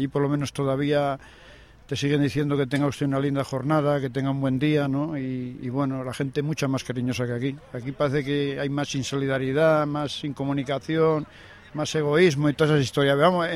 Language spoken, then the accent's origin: Spanish; Salamanca, Castile and León, Spain; yo soy de Salamanca